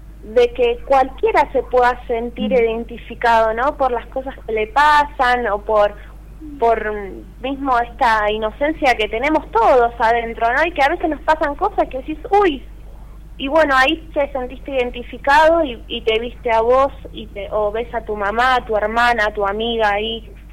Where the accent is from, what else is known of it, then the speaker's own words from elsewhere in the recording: Temperley, Buenos Aires Province, Argentina; born there; De zona sur de Buenos Aires, nací en Temperley. Fui bastante viajera también